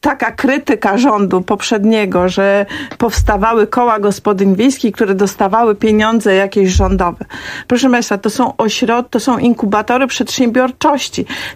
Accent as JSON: {"language": "Polish", "region": "Masovian Voivodeship", "country": "Poland", "said": "ja pochodzę z małej miejscowości, może nie na Podkarpaciu, czy tam w Olsztyńskim, tylko spod Warszawy i duże miasto nie było dla mnie czymś wyjątkowym."}